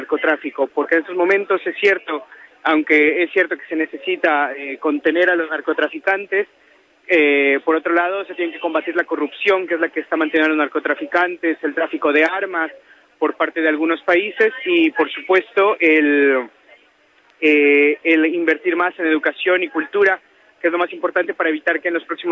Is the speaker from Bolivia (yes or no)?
no; Mexico; moved away as an adult; yo soy periodista mexicano, radicado aquí desde hace 7 años